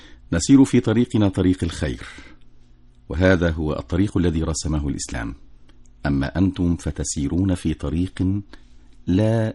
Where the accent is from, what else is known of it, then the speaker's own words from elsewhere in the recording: Egypt; فنحن غدا جميعا كمصريين نحتفي